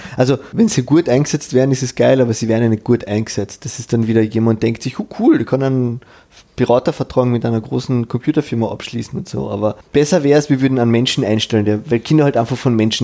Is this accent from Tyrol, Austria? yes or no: no; Vienna, Austria; jetzt als echter Wiener